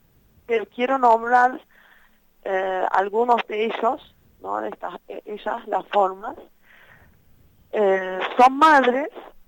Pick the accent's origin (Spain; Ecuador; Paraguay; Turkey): Turkey; Spanish is a second language; Yo soy kurda de Turquía, digamos, una kurda que vivía en Turquía, que nací en Turquía.